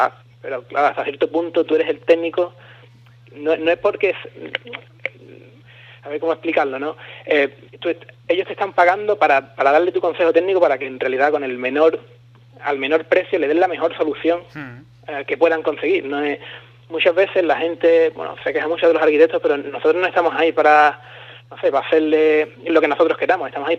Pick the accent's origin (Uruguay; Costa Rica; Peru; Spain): Spain; estoy yo, que soy español